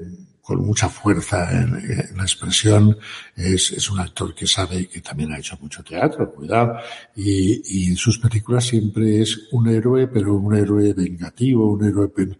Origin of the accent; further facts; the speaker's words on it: Barcelona, Catalonia, Spain; also born or lived in Salamanca; a pesar de que me crié en Barcelona, porque me llevaron mis padres a emigrar a Cataluña, pues yo nací en Salamanca